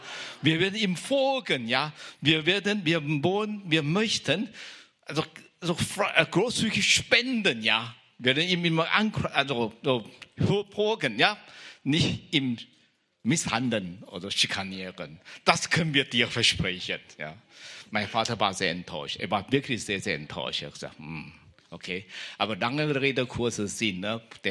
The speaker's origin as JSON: {"language": "German", "country": "Taiwan", "moved": "yes", "lives_now": "Germany", "said": "ich komme aus Taiwan und ich bin vor 30 Jahren circa bin hierher gekommen."}